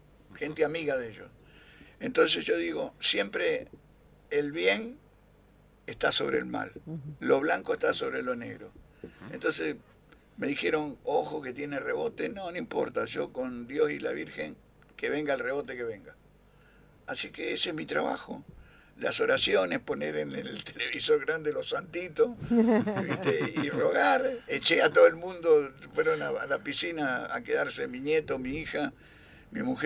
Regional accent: Argentina; No, somos argentinos.

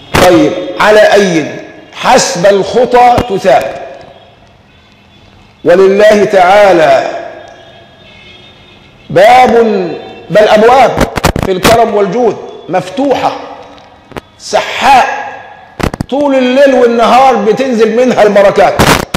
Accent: Egypt; حتى عندنا كمصريين دمنا خفيف، عندنا إفهات كثيرة

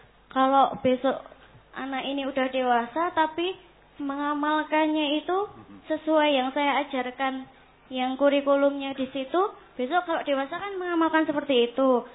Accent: Sukoharjo, Central Java, Indonesia; Saya berasal dari Sukoharjo, Pak Ustaz.

